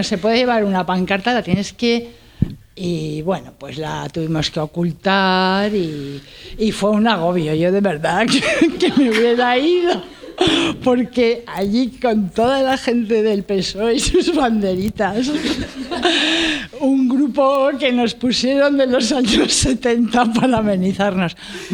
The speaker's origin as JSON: {"language": "Spanish", "town": "Madrid", "region": "Community of Madrid", "country": "Spain", "said": "como soy de Madrid ciudad, pues me hago un poco lío con Fuenlabrada, Móstoles, Leganés, no los controlo mucho"}